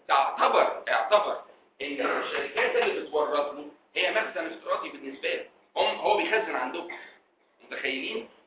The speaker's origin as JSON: {"language": "Arabic", "country": "Egypt", "said": "على كل الاماكن الضخمه اللي عندنا في مصر دي"}